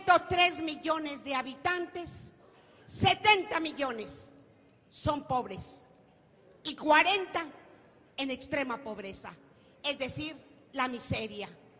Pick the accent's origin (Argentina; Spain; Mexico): Mexico; De México.